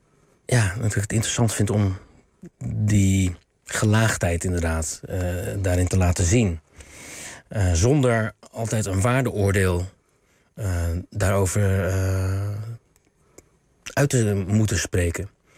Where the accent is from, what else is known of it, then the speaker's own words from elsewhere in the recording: South Korea; Dutch is a second language; Ja, ik als Koreaan moet dat ook niet doen.